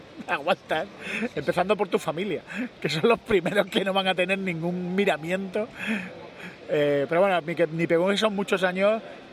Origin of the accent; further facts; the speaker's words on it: Spain; Somos españoles